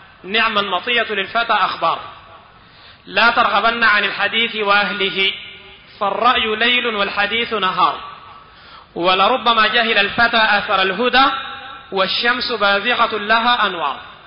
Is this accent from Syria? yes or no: no; Sudan; عندنا في السودان